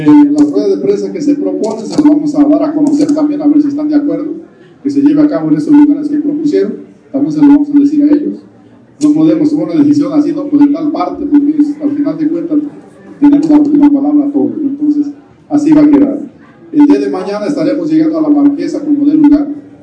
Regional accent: Mexico; Alzar la voz entre todos como buenos mexicanos

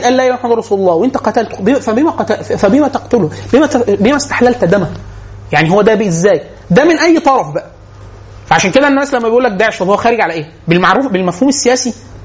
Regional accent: Egypt; born there; هو من ليبيا بس اتولد في ليبيا وانا اتولدت في مصر.

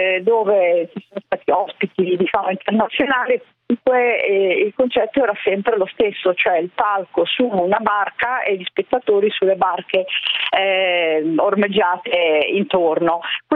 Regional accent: Genoa, Liguria, Italy; io sono genovese, quindi sentir parlare Costa Crociere mi ricorda sempre quando ero ragazzina, vivevo sul mare. Adesso vivo su un lago, però non è lo stesso.

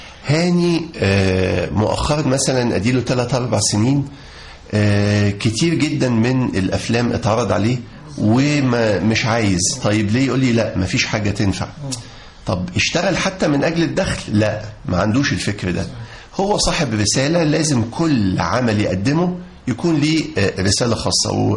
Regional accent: Upper Egypt, Egypt; كلنا تربينا في الصعيد، فإحنا طالعين صعيدة أبا عن جد. جدي كان نقيب محامين المنيا، اللي هو جدي والد أبويا، ووالد والدتي كان من أعيان المنيا.

